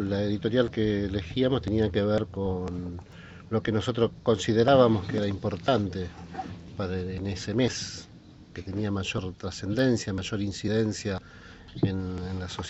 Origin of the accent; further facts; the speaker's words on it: Santa Fe, Argentina; moved away as an adult; now in Buenos Aires, Argentina; yo soy del norte de Santa Fe y voy a vivir a Buenos Aires cuando tenía 19 años